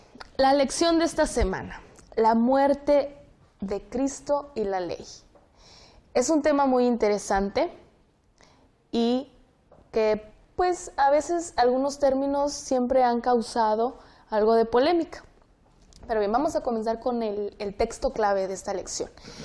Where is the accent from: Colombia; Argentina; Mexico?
Mexico; Río Grande, Zacatecas; Soy de Río Grande, Zacatecas.